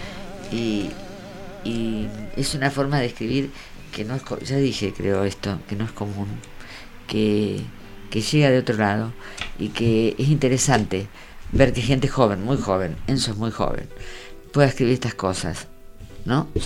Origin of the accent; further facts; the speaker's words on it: La Plata, Buenos Aires Province, Argentina; un poco nos negamos a hablar de Capital, porque somos muy platenses.